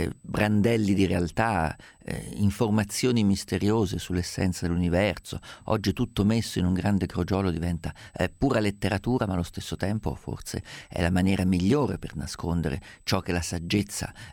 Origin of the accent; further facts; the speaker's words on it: Umbria, Italy; vengo da una terra profondamente solcata dal passaggio di Etruschi, Romani, Italici, va dicendo, sono umbro